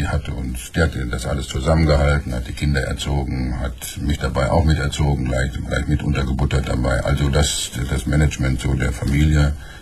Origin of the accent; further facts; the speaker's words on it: North Rhine-Westphalia, Germany; Gucken Sie mal, ich komme aus dem Ruhrgebiet. Und im Ruhrgebiet ist noch eine Menge zu tun.